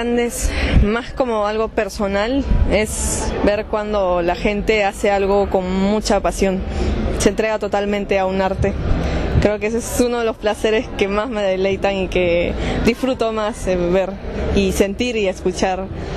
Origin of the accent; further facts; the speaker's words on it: Peru; now in Buenos Aires, Argentina; Yo no soy de aquí, yo soy de Perú.